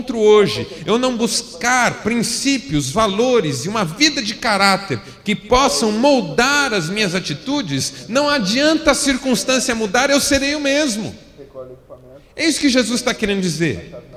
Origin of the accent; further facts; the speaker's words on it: São Paulo, Brazil; also born or lived in Marília; eu fui para Marília com 18 anos, era solteiro ainda, meus pais estavam saindo de São Paulo em função de uma transferência da minha mãe.